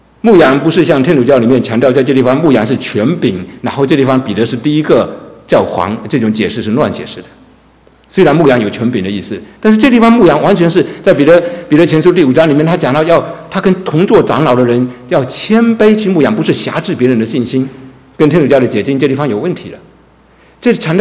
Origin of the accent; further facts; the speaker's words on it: China; 但是我中国人说重要的事情就要说三次嘛，